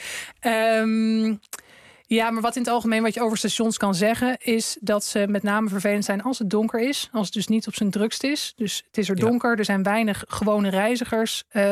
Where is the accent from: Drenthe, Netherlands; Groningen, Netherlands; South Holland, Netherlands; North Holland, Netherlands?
Groningen, Netherlands; Het is een fietspad in Groningen, tussen het centrum en een buitenwijk waar ik ben opgegroeid